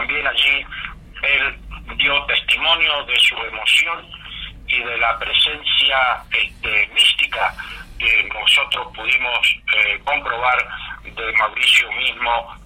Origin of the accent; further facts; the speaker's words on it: Mendoza, Argentina; Mendoza, la de los Andes infinitos. Mi tierra, la de las dulces mendocinas.